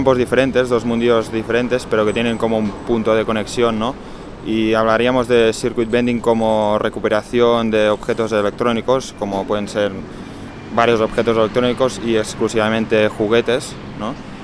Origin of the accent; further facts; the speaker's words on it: Argentina; now in Barcelona, Spain; Soy argentino, vivo en Barcelona.